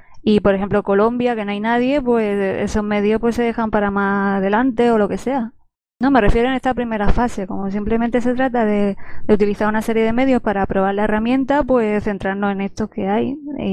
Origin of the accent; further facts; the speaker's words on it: Spain; de casi todos somos españoles, ¿no?